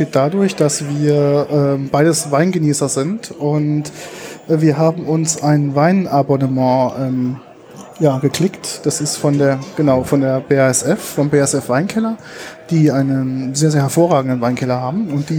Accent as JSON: {"language": "German", "region": "Rhineland-Palatinate", "country": "Germany", "said": "Also als Pfälzer hat man natürlich richtige Gläser, die sogenannte Doppelgläser."}